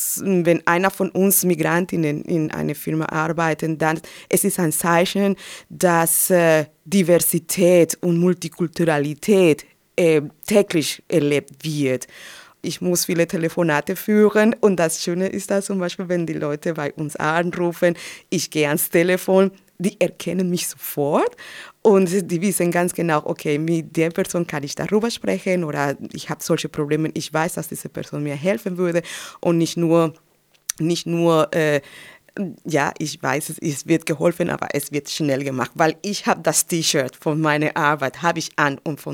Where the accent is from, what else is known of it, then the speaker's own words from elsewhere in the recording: Colombia; German is a second language; now in Germany; Ich komme aus Lateinamerika und man hat dieses gewisse Temperament, diesen gewissen Charakter.